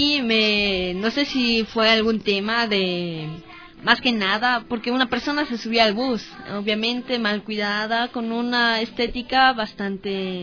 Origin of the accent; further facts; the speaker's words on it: Quito, Pichincha, Ecuador; dije que yo era de Quito, y él me dijo que no era de Quito, el traje era extranjero, y me dijo, no, ¿de dónde eres? Y le dije que era de Quito.